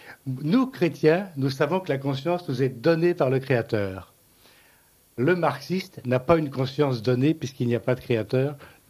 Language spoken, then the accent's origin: French; Spain; je suis un Espagnol pur race, c'est-à-dire que je suis un pur bâtard.